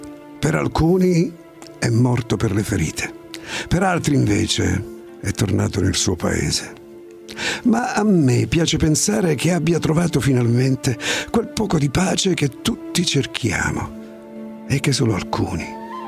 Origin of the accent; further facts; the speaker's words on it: Angri, Campania, Italy; Vengo da Angheri, in provincia di Salerno.